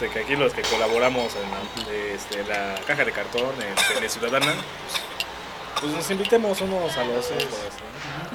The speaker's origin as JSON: {"language": "Spanish", "country": "Mexico", "said": "como yo soy mexicano y ni el español sé"}